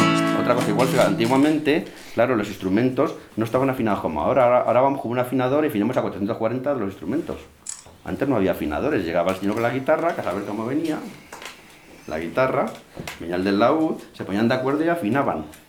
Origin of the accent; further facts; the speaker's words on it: Castilla-La Mancha, Spain; porque no somos iguales los toledanos que los palentinos.